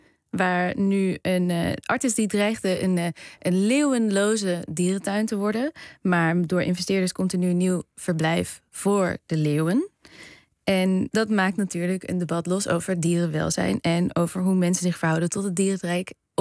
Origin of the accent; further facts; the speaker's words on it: Arnhem, Gelderland, Netherlands; Ik kom uit Arnhem, dus ik ging altijd